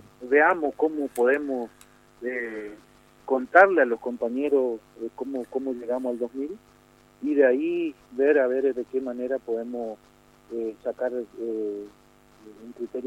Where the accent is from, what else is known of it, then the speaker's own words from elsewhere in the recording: Quitilipi, Chaco, Argentina; sabido es que nosotros somos de Chaco, estamos en una localidad que se llama Quitilipe